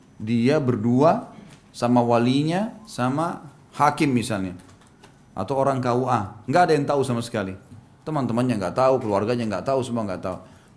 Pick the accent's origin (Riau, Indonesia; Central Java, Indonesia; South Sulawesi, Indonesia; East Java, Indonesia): South Sulawesi, Indonesia; Makassar; Saya orang Makassar.